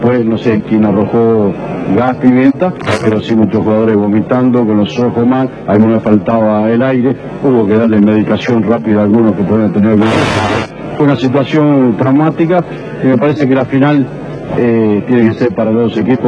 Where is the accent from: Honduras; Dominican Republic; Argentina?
Argentina; como argentino dirigente de fútbol me avergüenzo